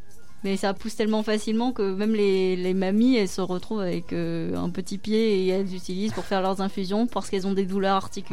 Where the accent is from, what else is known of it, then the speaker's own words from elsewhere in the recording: Réunion, France; C'est vrai qu'à La Réunion, je suis réunionnaise